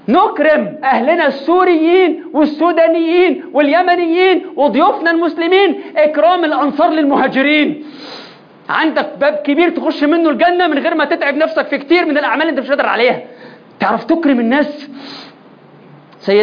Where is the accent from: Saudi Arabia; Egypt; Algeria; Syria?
Egypt; إحنا مصريين في الحتة دي،